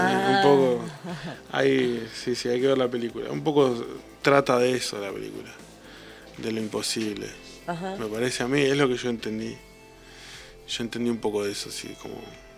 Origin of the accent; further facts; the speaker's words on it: Patagonia, Argentina; Como que se relaciona la música con el norte, y siendo que venimos de la Patagonia, es medio raro.